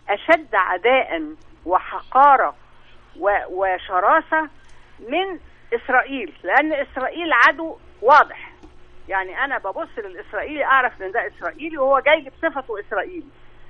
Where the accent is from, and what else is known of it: Egypt